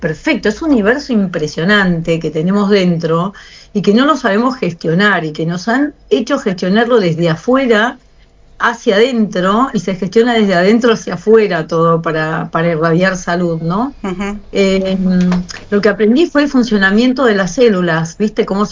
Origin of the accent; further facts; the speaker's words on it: Patagonia, Argentina; no sé si es porque soy de la Patagonia o qué